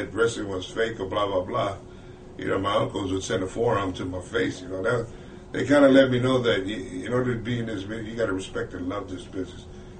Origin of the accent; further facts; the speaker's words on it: California, United States; No, I was out in Cali.